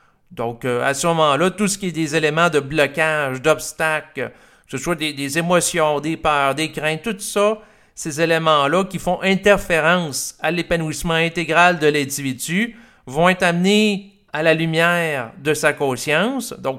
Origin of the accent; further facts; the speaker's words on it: Quebec, Canada; la conception chrétienne de la sexualité, dans laquelle j'ai grandi au Québec